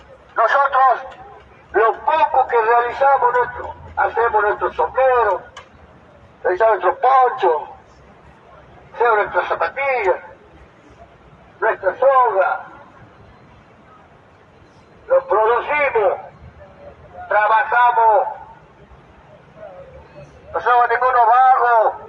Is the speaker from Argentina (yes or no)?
yes; Argentina; somos argentinos, vivimos en el territorio argentino